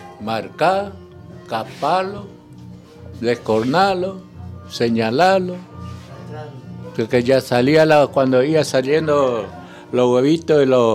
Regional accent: Corrientes, Argentina; No dije de qué provincia, ¿no? Nací en el 49, soy correntino.

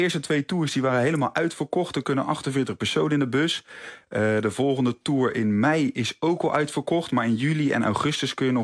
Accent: South Holland, Netherlands; Nou, ik ben zelf ook Westlander, dus ik vind het heel leuk om het in mijn eigen streek te doen.

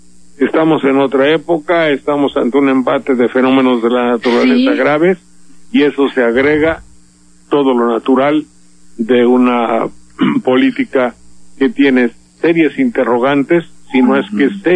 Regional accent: Mexico; las gentes de mi pueblo, de por acá, de México en general

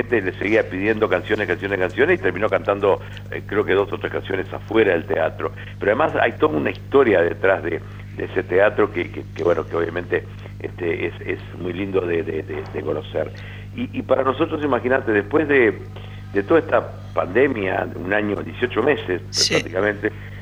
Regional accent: Rivera, Uruguay; moved away; also born or lived in Montevideo; cuando me fui de Rivera, mirá, ese es el que se fue para Montevideo, y en Montevideo era el vallano de Rivera

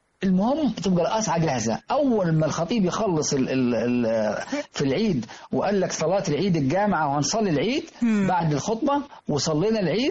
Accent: Minya Governorate, Egypt; لازم كل بيت في البادية عندنا في المنيا بالتحديد تجهز الست البدوية أكلتها

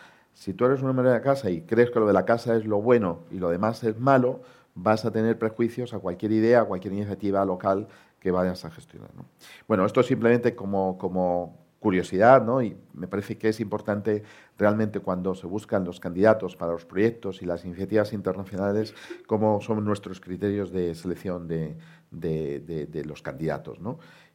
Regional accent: Spain; pues un porcentaje altísimo, pues somos españoles que estamos en la sede corporativa de nuestra corporación

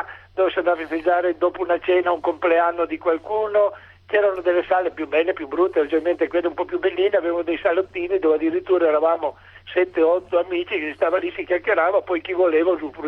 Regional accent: Turin, Piedmont, Italy; io sono di Torino

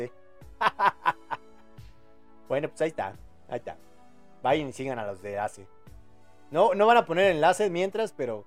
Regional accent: Mexico; No, yo también soy de México.

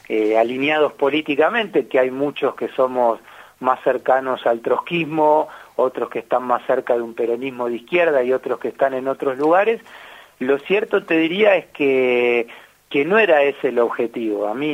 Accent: Argentina; como actores políticos y como argentinos

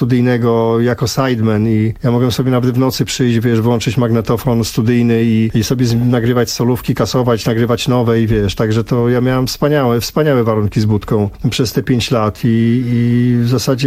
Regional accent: Wrocław, Lower Silesian Voivodeship, Poland; bo ja pochodzę z Wrocławia i zawsze we Wrocławiu był duży wysyp muzyków

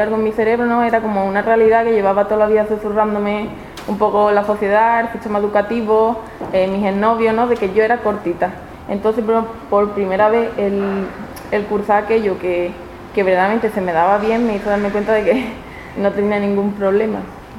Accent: Seville, Andalusia, Spain; La cuestión es que cuando yo volví a Sevilla, me tomé un año sabático

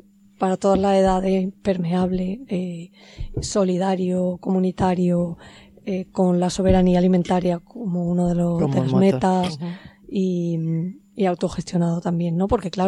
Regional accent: Andalusia, Spain; accent: Andalusian; Sí, yo vengo de un pueblo de Jaén.

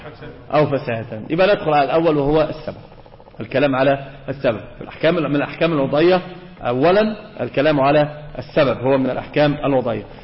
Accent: Egypt; احنا عندنا في مصر في شيء آخر بيذهب العقل

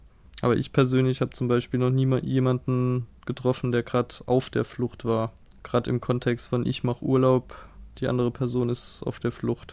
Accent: Germany; Ja, ich weiß, dass ich privilegiert bin. Ich weiß, dass ich als Deutscher bla bla bla.

